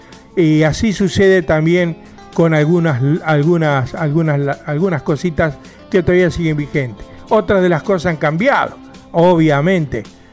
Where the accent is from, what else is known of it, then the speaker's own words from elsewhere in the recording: Quilmes, Buenos Aires Province, Argentina; now in Bernal, Argentina; Yo soy de acá de Quilmes, vivo en Bernal, pues sigue siendo partido de Quilmes y casi en el límite con Bernal, con Quilmes, digo, perdón.